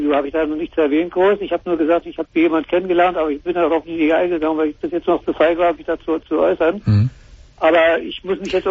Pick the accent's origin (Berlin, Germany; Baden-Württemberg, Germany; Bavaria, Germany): Berlin, Germany; weil ich hier als Berliner in der Großstadt ja weiß, die polnische Grenze zum Beispiel ist hier eine Stunde entfernt